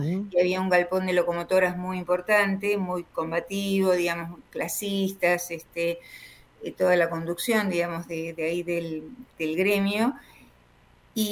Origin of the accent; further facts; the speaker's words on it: Ingeniero White, Buenos Aires Province, Argentina; mi pueblo de origen. Mi pueblo de origen es Ingeniero Guay, el puerto de Bahía Blanca.